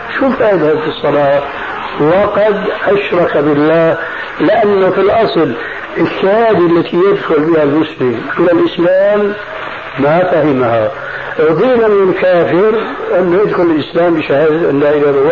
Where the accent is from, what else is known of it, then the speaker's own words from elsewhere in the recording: Levant, Syria; ونحن عندنا في الشام